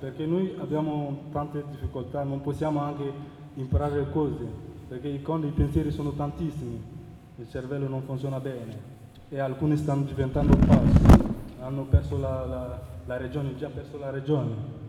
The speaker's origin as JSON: {"language": "Italian", "country": "Mali", "lives_now": "Modena, Italy", "said": "vengo dal Mali. Sono in Italia da 2 anni e 2 mesi"}